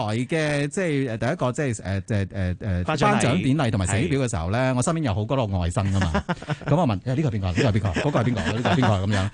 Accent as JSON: {"language": "Cantonese", "country": "Hong Kong", "said": "其实我哋香港人真系不易过"}